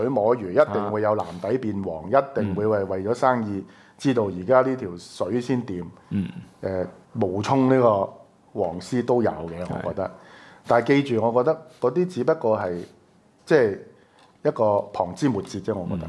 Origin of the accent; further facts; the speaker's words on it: Hong Kong; 好多呢啲外國嘅企業，我哋香港人可以做到咩咧？